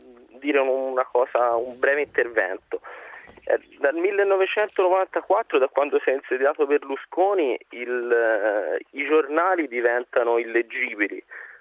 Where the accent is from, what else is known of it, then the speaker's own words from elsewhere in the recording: Tuscany, Italy; io sono toscano